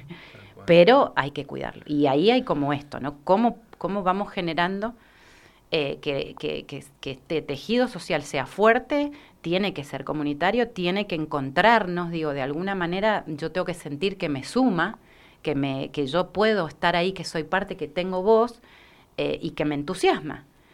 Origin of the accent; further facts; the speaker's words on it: El Challao, Mendoza, Argentina; las personas que somos del Chayá creo que tenemos que generar encuentro